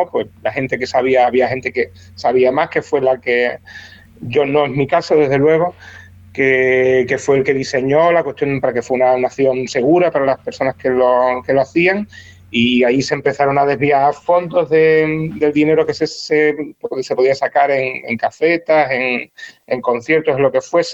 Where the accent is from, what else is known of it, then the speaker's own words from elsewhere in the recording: Andalusia, Spain; como somos los andaluces